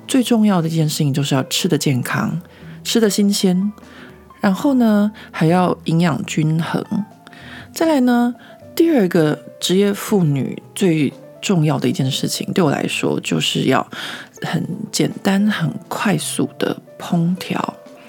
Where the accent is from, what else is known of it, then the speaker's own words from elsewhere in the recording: Taiwan; now in France; 我们台湾人都会这样想嘛。